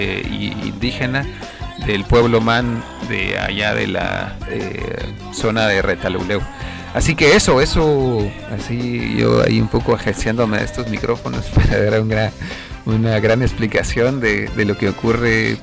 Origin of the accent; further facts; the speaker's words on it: Chile; pues como chilenos conscientes y también alegres para compartir y pasarse un buen rato